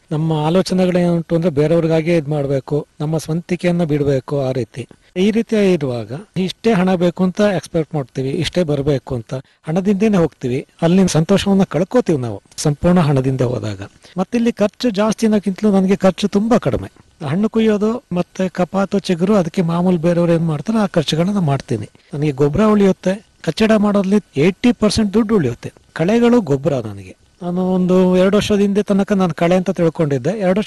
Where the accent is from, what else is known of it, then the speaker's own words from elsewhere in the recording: Somwarpet, Karnataka, India; ಮೂಲತಃ ಕೃಷಿ ಕುಟುಂಬದಿಂದನೇ ಬಂದಿರೋದು. ನಮ್ಮ ತಂದೆ ತಾಯಿ ಎಲ್ಲ ಕೃಷಿಕರೇ. ನನ್ನ ವಿದ್ಯಾಭ್ಯಾಸ ಸೋಮವಾರಪೇಟೆಯಲ್ಲೇ ಆಯಿತು, ಪ್ರಾಥಮಿಕ ಮತ್ತು ಪ್ರೌಢ ವಿದ್ಯಾಭ್ಯಾಸ.